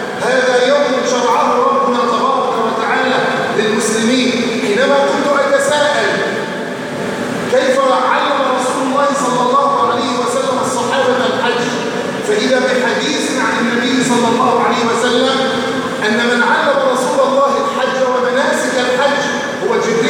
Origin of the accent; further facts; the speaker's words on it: Egypt; أن يجعله عيد خير على بلدنا مصر وسائر بلاد